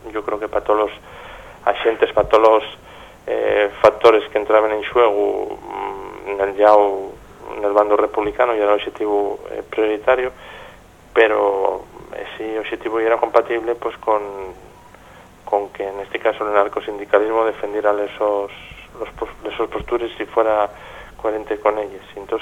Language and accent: Spanish; Gijón, Asturias, Spain; porque yo soy de Xixón